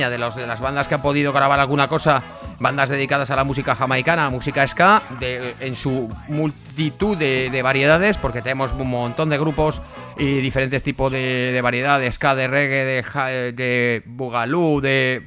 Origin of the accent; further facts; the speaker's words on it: Zaragoza, Aragon, Spain; que es el dial de esta radio en Zaragoza, que somos también de Zaragoza